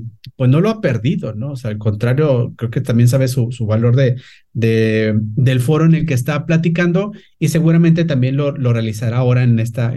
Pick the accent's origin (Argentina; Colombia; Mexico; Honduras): Mexico; born there; uno como mexicano nacido en México